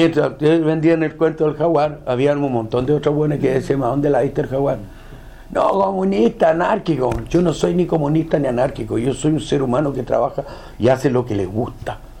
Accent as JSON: {"language": "Spanish", "country": "Chile", "said": "No somos jaguares, somos chilenos. ¿Cachai? Y eso es lo que hay que entender. Y yo no soy el brasilero, yo soy chileno, güey."}